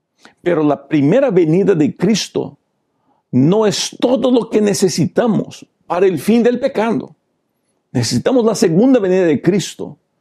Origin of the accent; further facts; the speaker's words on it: Peru; born there; first language Portuguese; Spanish is a second language; Yo fui educado en portugués. Yo hablo bien el portugués. Mi primer idioma es el portugués, aunque soy nacido en Perú.